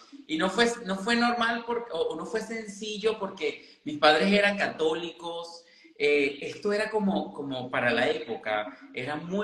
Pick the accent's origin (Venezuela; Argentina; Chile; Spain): Venezuela; Caracas, Capital District; soy un muchacho normal, nacido y crecido en Venezuela, en Caracas, Venezuela. Hijo de músicos